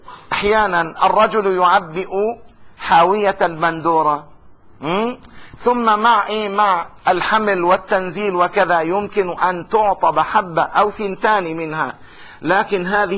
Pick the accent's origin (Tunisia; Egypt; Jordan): Jordan; ونتعامل بالدينار الأردني، حرس الله بلدنا الأردن